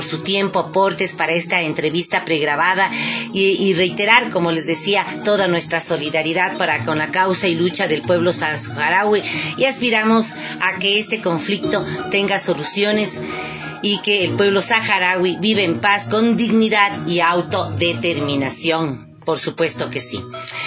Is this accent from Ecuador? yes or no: yes; Ecuador; como ciudadanos ecuatorianos y ecuatorianas, tenemos que estar muy atentos